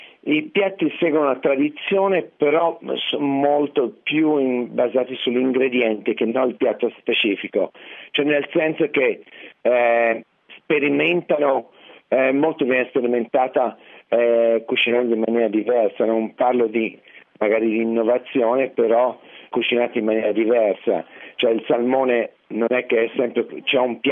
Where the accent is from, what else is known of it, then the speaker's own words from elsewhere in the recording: Tuscany, Italy; moved away as an adult; now in New York, United States; perché praticamente essendo toscano non ho mai avuto la possibilità di conoscere questa tradizione